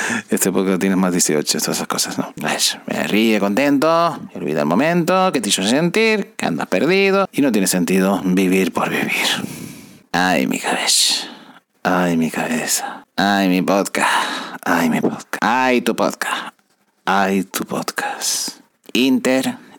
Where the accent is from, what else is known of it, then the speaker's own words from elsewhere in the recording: Canary Islands, Spain; Sí, sí, es que somos, los canarios somos así, que no estamos acostumbrados al frío.